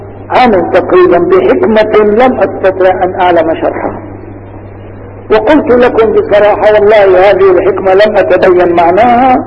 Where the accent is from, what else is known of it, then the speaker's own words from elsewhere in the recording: Damascus, Damascus Governorate, Syria; عدت إلى بلدي دمشق مثل هذا اليوم تقريبا